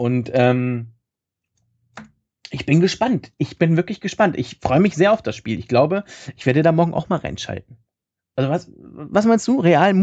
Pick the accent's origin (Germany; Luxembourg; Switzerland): Germany; Hannover, Lower Saxony; Bei uns in Hannover gibt es ja nichts.